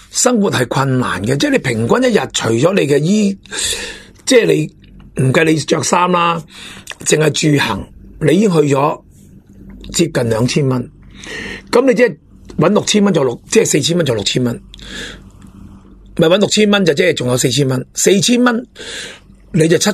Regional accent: Hong Kong; 惠州啊我哋香港人嘅后花园。

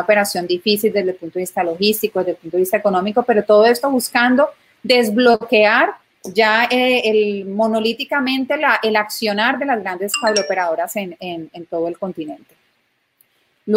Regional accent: Colombia; a mí, como colombiana, como mujer, como también parte del víctima de esa guerra

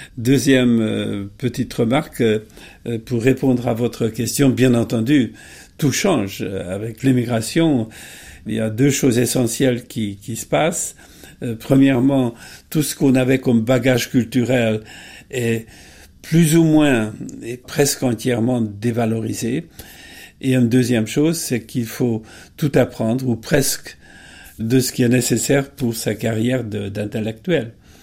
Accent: Hungary; French is a second language; je suis maintenant à la retraite du CNRS et je suis surtout établi physiquement en Hongrie, dont je suis originaire, parce que c'est mon pays natal.

